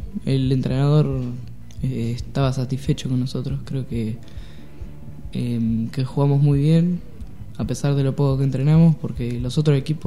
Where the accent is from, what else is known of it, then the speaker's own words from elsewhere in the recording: Buenos Aires, Argentina; also born or lived in Tandil; No, yo de chico vivía en Buenos Aires. Nací acá en Tandil, pero de chico me fui a vivir a Buenos Aires